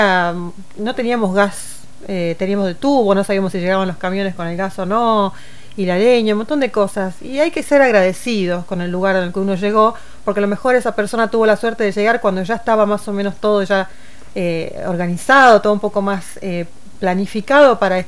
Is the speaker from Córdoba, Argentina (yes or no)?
no; Río Gallegos, Santa Cruz, Argentina; born there; now in El Calafate, Argentina; Yo nací en Río Gallegos, pero bueno, por unas cuestiones de la vida siempre me tocó vivir en otros lugares, otros países, otras provincias. Y elegí Calafate como mi lugar en el mundo